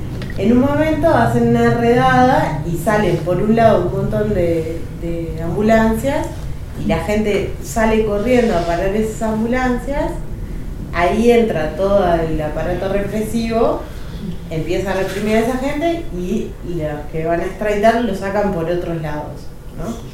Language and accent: Spanish; Uruguay; Yo soy uruguaya.